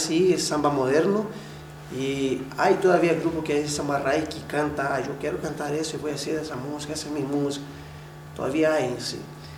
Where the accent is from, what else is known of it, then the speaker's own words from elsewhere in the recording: Brazil; Spanish is a second language; now in Chile; cuando tú te presentas en algún lado y dices, yo soy brasileño, al tiro dices, ¡oh, y samba!